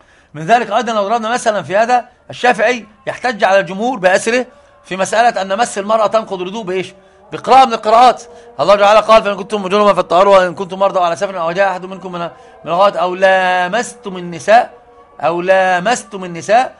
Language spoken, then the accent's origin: Arabic; Egypt; قراءه حفص طبعا عندنا في مصر